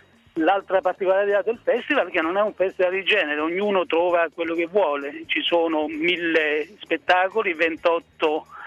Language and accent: Italian; Rionero in Vulture, Basilicata, Italy; il mio paese, il paese della mia infanzia, io praticamente non lo conosco più. Naturalmente ho la mamma giù a Rio Nero, ho parenti, però diciamo che non lo sento veramente molto più mio